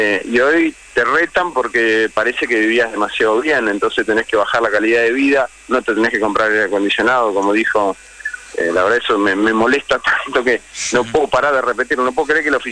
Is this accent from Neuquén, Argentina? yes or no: yes; Neuquén, Argentina; En mi provincia, yo soy de Neuquén, no es un tema menor lo que él está diciendo.